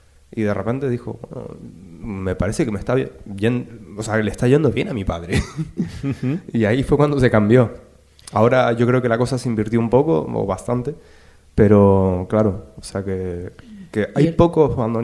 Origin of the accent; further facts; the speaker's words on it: Chile; Soy de Chile.